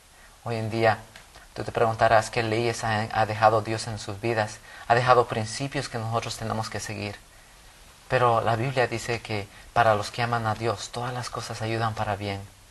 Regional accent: Bolivia; now in United States; Yo crecí en Bolivia y las leyes son diferentes allá, ¿verdad?

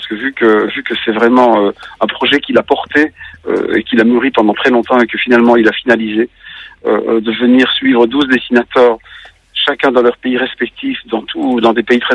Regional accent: Belgium; moi en tant que Belge, je ne peux pas en empêcher.

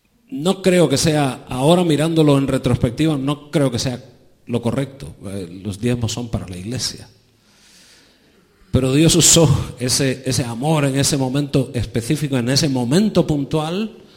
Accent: Pinar del Río, Cuba; born there; moved away; donde yo nací, que es Pinar del Río

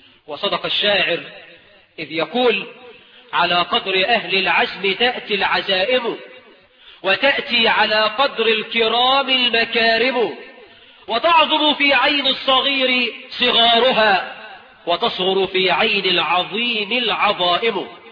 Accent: Egypt; وإحنا كمصريين نطلق الجزء ونريد به الكل.

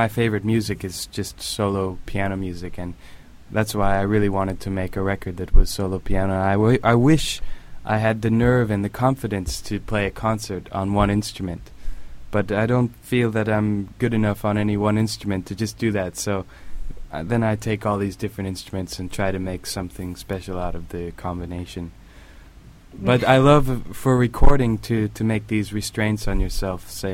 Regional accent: Portland, Oregon, United States; I am a musician from Portland, Oregon, and I now tour playing music.

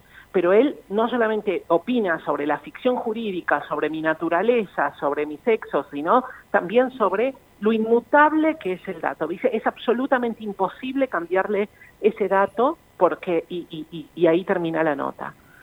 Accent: Salta, Argentina; now in Buenos Aires, Argentina; yo vivo en la ciudad de Buenos Aires ahora, pero nací y crecí en Salta hasta que mi familia migró a la ciudad de Buenos Aires. Migramos todos juntos por cuestiones laborales y de ellos, de mis padres.

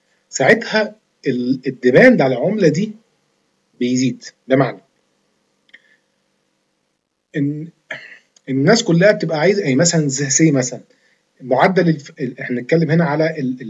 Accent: Egypt; البنك المركزي مثلا عندنا في مصر

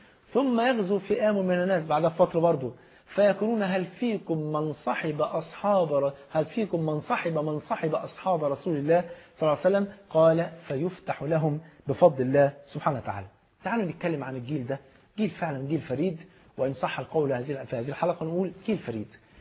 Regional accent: Egypt; المثل عندنا في مصر بيقول اختار الجار قبل الدار

